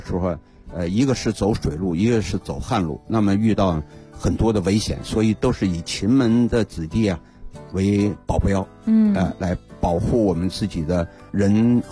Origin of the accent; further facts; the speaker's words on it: Anhui, China; 因为我原来我们的家族是徽商，我是安徽人